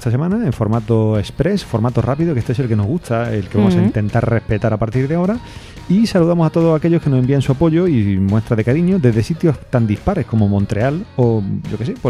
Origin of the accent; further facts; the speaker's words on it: Spain; Como españoles que han emigrado, que han vuelto y que ven con grandes posibilidades la... O sea, está la posibilidad de tener que emigrar otra vez